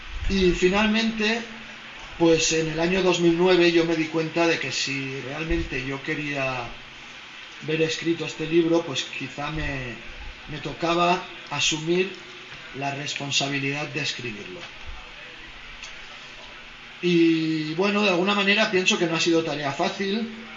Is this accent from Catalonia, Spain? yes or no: yes; Barcelona, Catalonia, Spain; nos pregunta en catalán si somos de Barcelona, le decimos que sí